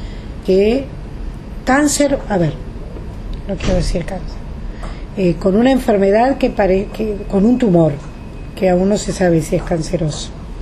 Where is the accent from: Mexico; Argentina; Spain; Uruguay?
Uruguay; moved away; Los de afuera somos uruguayos que por alguna circunstancia de la vida nos tuvimos que ir.